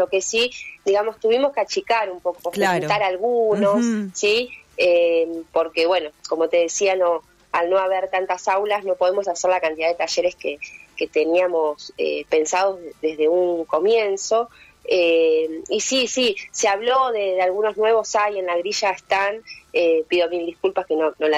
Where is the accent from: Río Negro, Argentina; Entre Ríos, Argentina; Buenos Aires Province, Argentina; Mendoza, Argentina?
Buenos Aires Province, Argentina; Pilar; cuando uno dice soy de Pilar, tenés que aclarar que sos del Pilar pobre, ¿no?